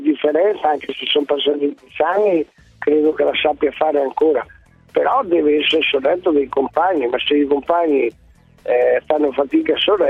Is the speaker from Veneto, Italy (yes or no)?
yes; Padua, Veneto, Italy; Io sono di Padova